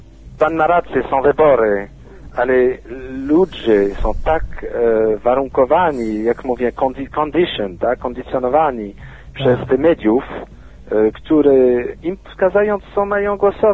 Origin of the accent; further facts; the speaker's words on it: France; Polish is a second language; now in Poland; Ja będąc Francuzem, mogłem wyjechać do Francji.